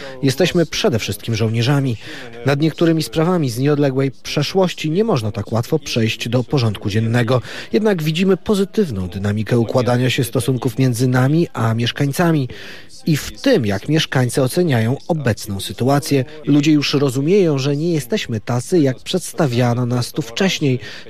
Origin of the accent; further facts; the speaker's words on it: Russia; now in Ukraine; Urodziłem się w Federacji Rosyjskiej i jestem Rosjaninem, a mieszkam w obwodzie Odeskim na południu.